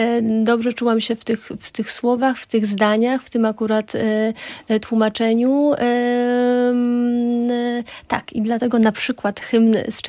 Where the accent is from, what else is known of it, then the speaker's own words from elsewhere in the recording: Roztocze, Poland; accent: Roztocze; wywodzę się z Roztocza, mój taki roztoczański zaśpiew, jeśli chodzi o linię melodyczną